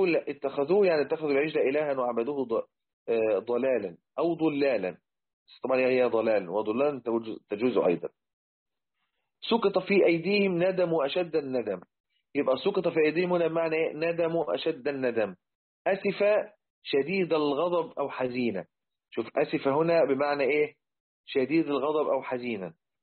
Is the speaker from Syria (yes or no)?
no; Egypt; وإحنا عندنا في مصر زمان لما كنا بنعمل السقف بالخشب